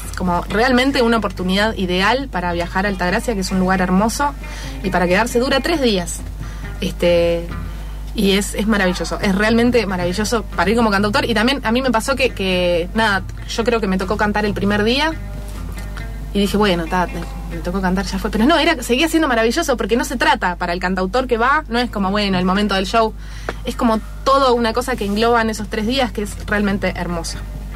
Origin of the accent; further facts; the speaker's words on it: Uruguay; yo soy uruguaya, no sé.